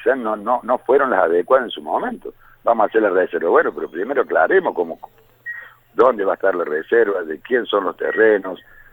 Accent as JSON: {"language": "Spanish", "region": "Córdoba", "country": "Argentina", "said": "yo cuando me vine del campo, yo soy de Córdoba, soy del campo, cuando me vine del campo hace 20 años había 7.000 personas en Capilla."}